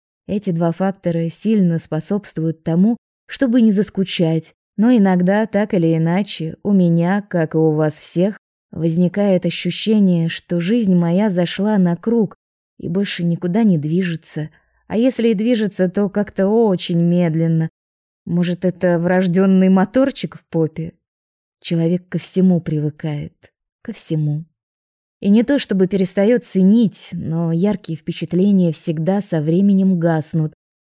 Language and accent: Russian; Russia; Я же из России, помните?